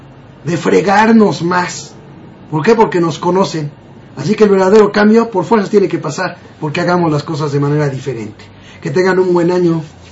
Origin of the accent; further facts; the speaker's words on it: Mexico; sabe cómo somos los mexicanos